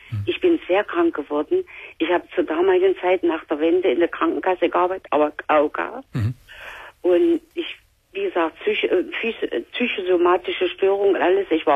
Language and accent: German; East Germany, Germany; Und ich komme aus Ostdeutschland